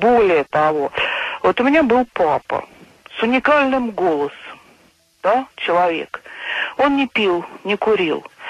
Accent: Moscow, Russia; я из Москвы.

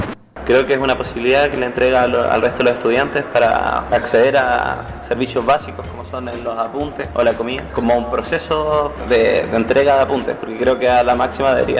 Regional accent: Chile; estudiante de Ciencia Política, soy chileno

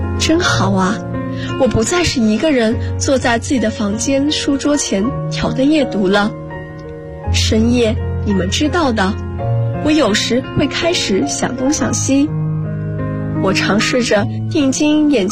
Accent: Guangzhou, Guangdong, China; now in Nanjing, China; 来自广州，我在南京大学，距离我的家乡1300公里

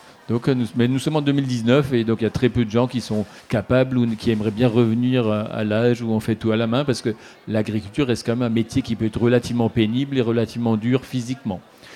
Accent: Grand Est, France; parce que je suis alsacien, parce que j'ai visité.

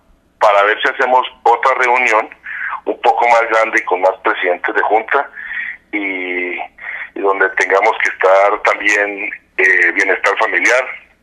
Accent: Pacho, Cundinamarca, Colombia; pongo a disposición de todas las comunidades de mi pueblo, Pacho, y la provincia de Río Negro y todos los cundinamarqueses

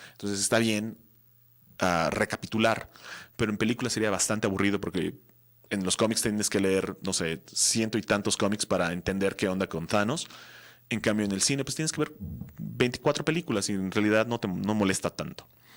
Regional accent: Mexico; Si soy mexicano, no debo de apoyar lo mexicano. Si soy mexicano, debo apoyar lo bueno.

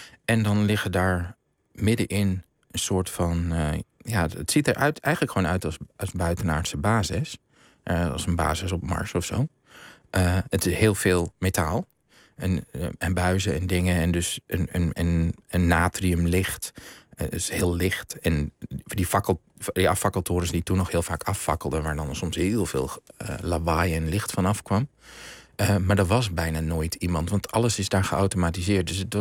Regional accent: Sappemeer, Groningen, Netherlands; Ik ben opgegroeid, ik ben daar geboren

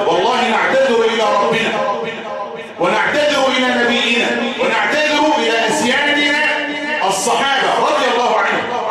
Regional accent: Egypt; وأن يصلح بلدنا مصر خاصة

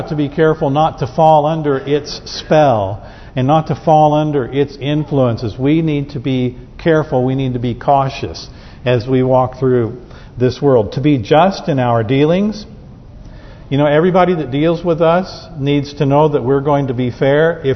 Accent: Southern United States, United States; I know I'm a Southerner. I come from a Southern family.

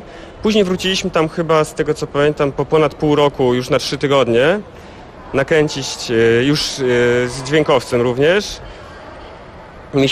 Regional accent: Łódź, Łódź Voivodeship, Poland; Tak jest, rodowity łodzianin.

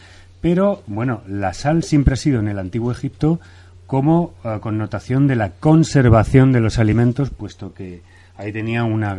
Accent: Torrevieja, Valencian Community, Spain; yo os puedo decir por experiencia personal que provengo de Torrevieja, que es el sitio, la salina más grande

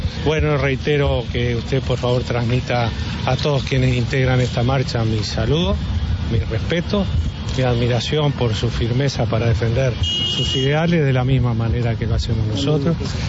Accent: Uruguay; Todos somos uruguayos.

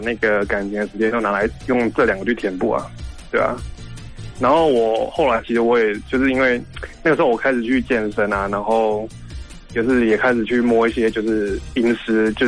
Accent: Taichung, Taiwan; 我是台中的

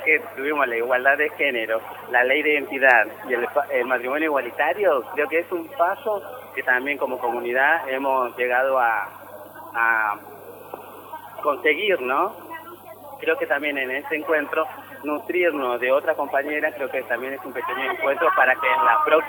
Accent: Tartagal, Salta, Argentina; desde Salta, desde mi ciudad de origen, que es Salta de Tartagal, al sur de la Argentina

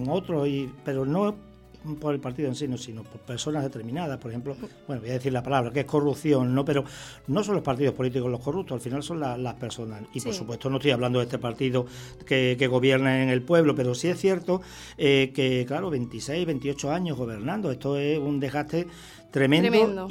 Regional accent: Extremadura, Spain; now in Canary Islands, Spain; yo digo que soy un extremeño canarizado, ¿no? O al contrario, podría decir que soy un canario extremeñizado

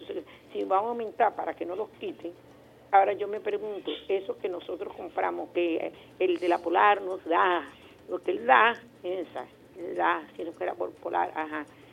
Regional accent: Venezuela; como venezolanos tenemos que hacer que esto funcione

